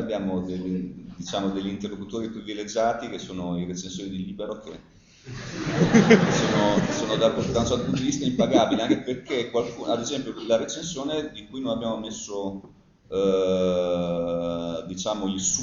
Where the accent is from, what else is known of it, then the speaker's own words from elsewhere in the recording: Bologna, Emilia-Romagna, Italy; siamo delle piccole glorie in quella fatiscente città, quindi siamo bolognesi, no?